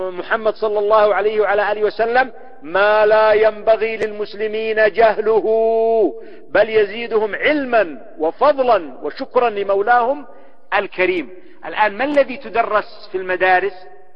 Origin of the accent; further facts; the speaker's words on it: Yemen; وهكذا كالحياة عندنا في اليمن،